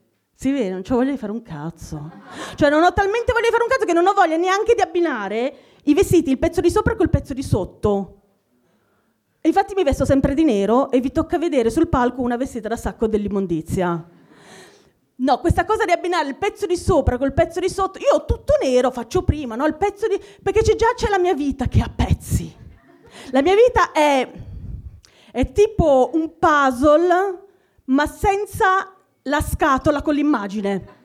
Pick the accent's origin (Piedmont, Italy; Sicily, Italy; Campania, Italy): Piedmont, Italy; Asti; moved away; Non sono di Milano, vengo da Asti.